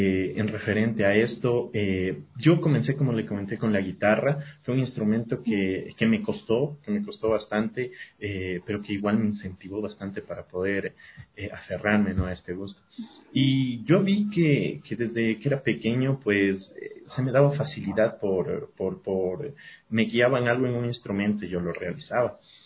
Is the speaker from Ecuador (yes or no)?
yes; Quito, Pichincha, Ecuador; born there; yo nací en Quito, pero desde que era bien chiquito, vivo aquí.